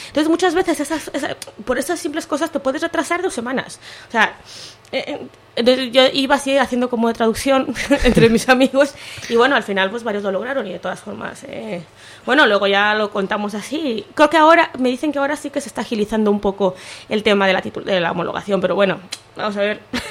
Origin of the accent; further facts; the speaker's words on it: Mexico; moved away; yo en mi caso, yo soy mexicana, a veces me da, bueno, ahora ya no, pero cuando llegué me da mucha vergüenza preguntar ciertas cosas